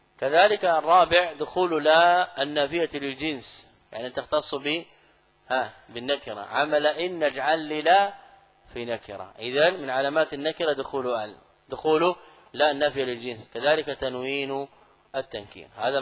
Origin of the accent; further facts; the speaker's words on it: Saudi Arabia; أنا لست من أهل مصر. تسأل أهل البلد، هذا من غرائب بعض الطلاب سبحان الله. يعني أنا قادم من السعودية